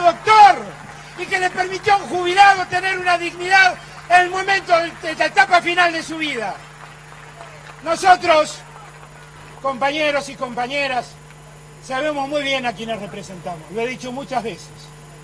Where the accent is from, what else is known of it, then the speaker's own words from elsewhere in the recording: Argentina; Somos la Argentina, somos un país enorme que ha soportado dictaduras y ha vuelto